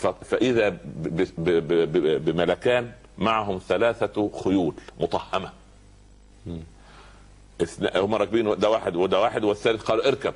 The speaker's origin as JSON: {"language": "Arabic", "region": "Upper Egypt", "country": "Egypt", "said": "يقول عندنا في الصعيد على القدر برمه"}